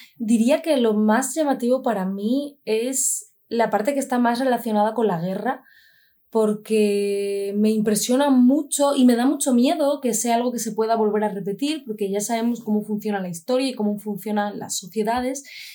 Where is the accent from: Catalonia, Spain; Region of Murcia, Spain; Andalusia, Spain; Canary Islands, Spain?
Andalusia, Spain; hay ruido, somos andaluces, eso también se nota, por supuesto.